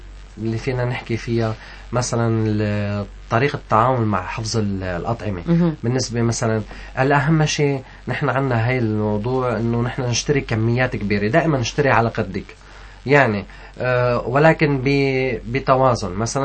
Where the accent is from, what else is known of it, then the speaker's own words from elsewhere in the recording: Syria; ما أنا لبناني بصراحة هي سورية بس نحن عنا كتير من الأكلات